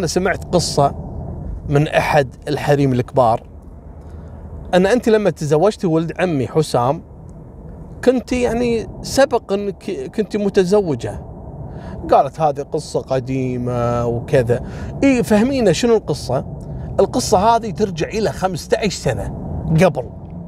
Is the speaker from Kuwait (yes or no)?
yes; Kuwait; هني عندنا بالكويت حصلت كذلك نفس الواقعة